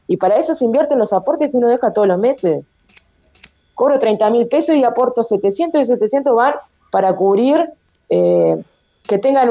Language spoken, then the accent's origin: Spanish; Uruguay; como todo uruguayo sabemos que en los últimos 2 meses es cuando van a aparecer todas las firmas